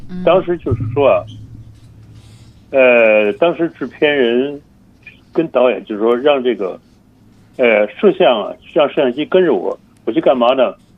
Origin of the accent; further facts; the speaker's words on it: China; 我说我从大陆来，我在厦门大学什么之类的